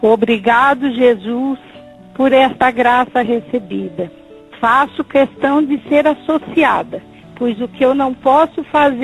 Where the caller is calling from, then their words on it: Presidente Prudente, São Paulo, Brazil; Sou de Presidente Prudente e ouço o Senhor pela Rádio Onda Viva.